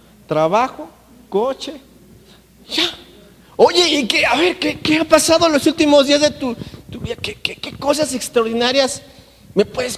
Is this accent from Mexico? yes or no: yes; Mexico; Y tengo que pagarlo porque es mi obligación como mexicano.